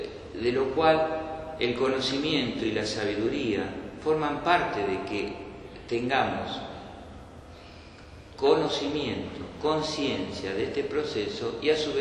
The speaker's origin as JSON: {"language": "Spanish", "town": "Bernal", "region": "Buenos Aires Province", "country": "Argentina", "said": "Yo soy de Bernal. Por eso no quiero decir que soy bernalista."}